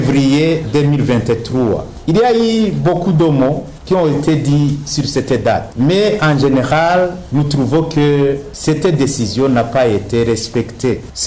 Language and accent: French; Burundi; Pourquoi ici chez nous au Burundi, on va les réutiliser encore?